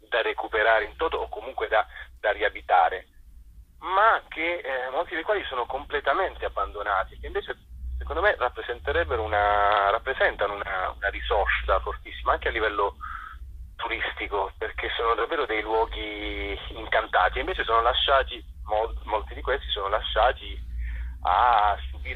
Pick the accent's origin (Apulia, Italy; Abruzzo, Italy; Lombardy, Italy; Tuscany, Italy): Apulia, Italy; Bitonto; non dalla Puglia, da Bitonto, il mio paese